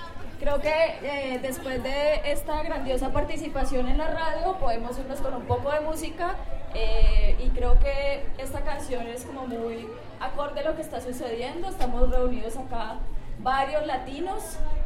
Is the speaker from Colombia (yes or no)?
yes; Cali, Valle del Cauca, Colombia; Yo soy caleña, entonces me gusta mucho esa música